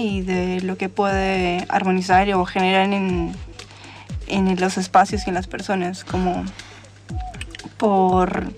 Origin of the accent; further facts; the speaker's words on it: Colombia; born there; Me siento latinoamericana, nací en Colombia.